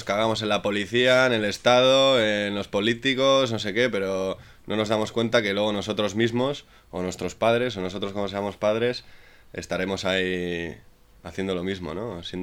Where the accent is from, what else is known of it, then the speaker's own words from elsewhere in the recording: Sondika, Basque Country, Spain; Yo soy de Sondica, tío, y de pequeño, tío, los mayores, ¿no?